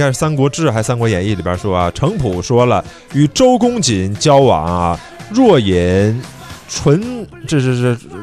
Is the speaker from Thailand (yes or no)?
no; China; 咖啡应该是就是好像在我们中国人的这个文化的感觉里边是更年轻的一个饮料。